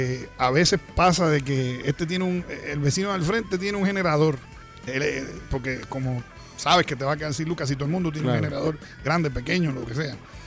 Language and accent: Spanish; Puerto Rico; Pero mi pueblo tiene mucho corazón en el momento de la desgracia porque lo vive. O sea, todo puertorriqueño, claro, que vive en Puerto Rico, ha cogido un huracán alguna vez.